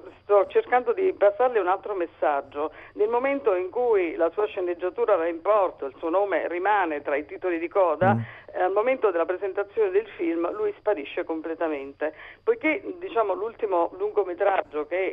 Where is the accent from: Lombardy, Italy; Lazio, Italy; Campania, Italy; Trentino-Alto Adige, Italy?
Campania, Italy; Naples; io sono napoletana